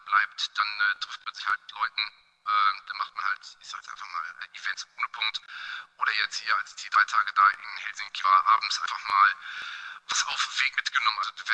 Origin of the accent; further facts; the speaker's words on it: North Rhine-Westphalia, Germany; ich komme jetzt so aus der Nähe von Düsseldorf.